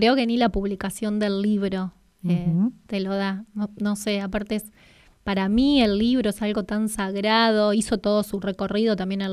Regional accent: San Justo, Santa Fe, Argentina; born there; nací en San Justo, Santa Fe. San Justo es el portal del norte santafesino. Para ubicarlos, estamos a 1000 kilómetros de acá.

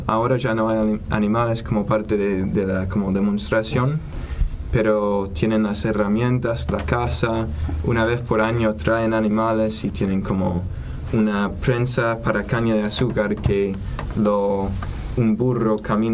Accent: Texas, United States; vengo de la costa del Golfo de México, cerca de Houston, y Galveston.

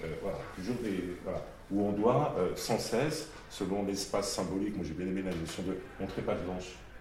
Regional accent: Paris, Île-de-France, France; je suis né à Paris, j'ai immigré du 18e Barbès, j'ai traversé la Seine, j'étais dans le sud de l'Essonne. Pour autant, je suis né en France, français depuis

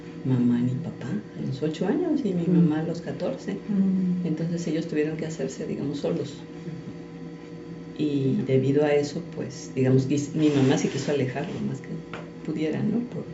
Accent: Sinaloa, Mexico; porque yo crecí en Sinaloa.

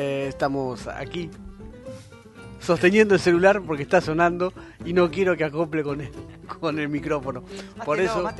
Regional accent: Buenos Aires, Argentina; Cómo deberíamos ser los porteños

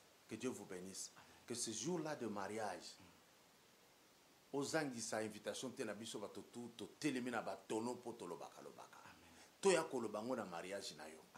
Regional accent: Lubumbashi, Haut-Katanga, DR Congo; il y a quelque chose chez nous à Lumbashi

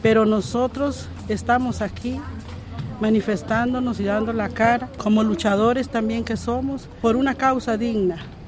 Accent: Cabagra, Puntarenas, Costa Rica; vengo del territorio de Cavagra y nos unimos aquí a manifestarnos con diferentes territorios que componemos todos los indígenas originarios

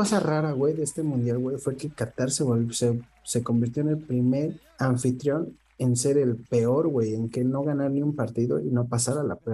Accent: Mexico; soy mexicano, soy orgullosamente de mi país, güey

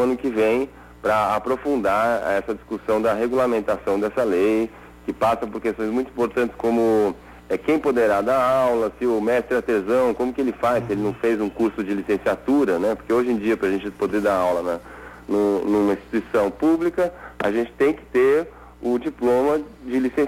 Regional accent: São Paulo, Brazil; Eu sou de São Paulo, aqui São Paulo capital mesmo.

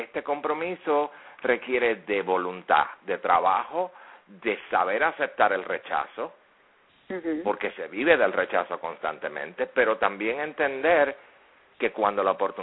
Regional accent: Puerto Rico; En el caso mío, como puertorriqueño, yo nací ciudadano norteamericano.

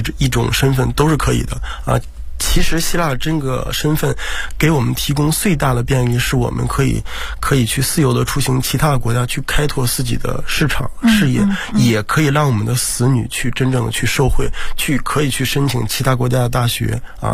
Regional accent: China; 或者说像我们中国人一样啊，就是那个特别的积极

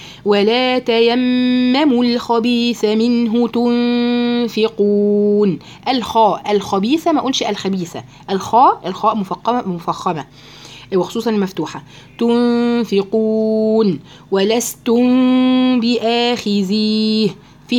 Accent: Egypt; يغلب بقى أنا مصرية بقى

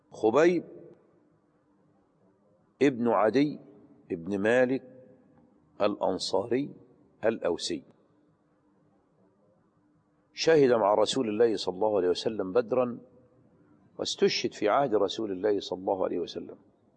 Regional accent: Aghour, Qalyubia, Egypt; ونحن في الجامع الكبير هناك في أجهور بلدتنا.

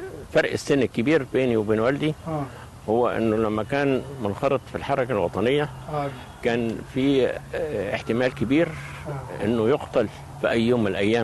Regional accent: Heliopolis, Cairo Governorate, Egypt; born there; انا اتولدت في مصر الجديده.

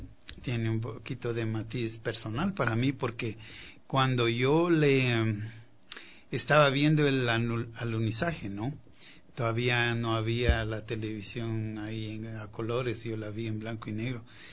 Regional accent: Quito, Pichincha, Ecuador; moved away; Pues yo nací aquí, me crié en Quito y pues años después, desde el año 74 que salí de aquí

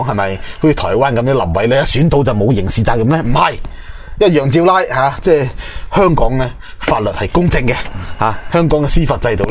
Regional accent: China; 我哋作为中国人啦，要讲礼义廉耻。

